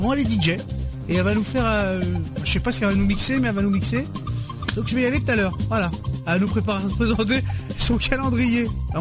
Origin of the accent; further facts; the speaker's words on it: Paris, Île-de-France, France; Moi, je suis un nordiste, moi, je suis un parisien.